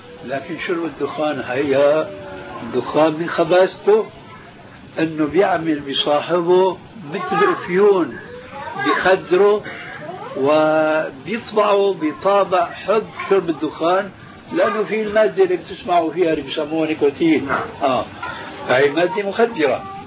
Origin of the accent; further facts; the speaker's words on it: Syria; أحد العلماء الأذكياء عندنا في سوريا